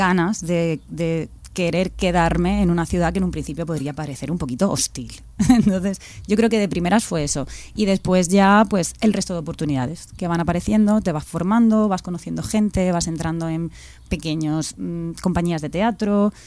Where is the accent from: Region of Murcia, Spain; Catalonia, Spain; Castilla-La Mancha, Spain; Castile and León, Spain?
Region of Murcia, Spain; Cieza; now in Madrid, Spain; yo ni siquiera soy de Murcia capital, yo soy de un pueblecito que se llama Cieza